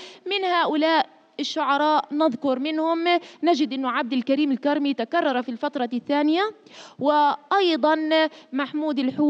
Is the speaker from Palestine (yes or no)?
yes; Palestine; نحن اخترنا شاعر فلسطيني لأننا ماذا؟ من الشعب الفلسطيني مثله كفلسطينيين.